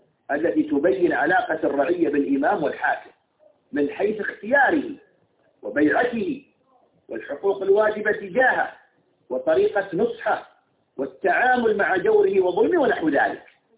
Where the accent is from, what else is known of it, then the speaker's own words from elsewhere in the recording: United Arab Emirates; مثل عندنا في الإمارات يقال